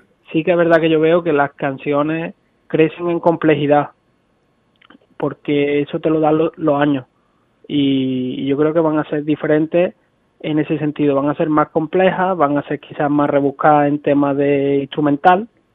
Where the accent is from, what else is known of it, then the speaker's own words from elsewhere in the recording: La Carlota, Andalusia, Spain; Somos de La Carlota, que es un pueblo de Córdoba.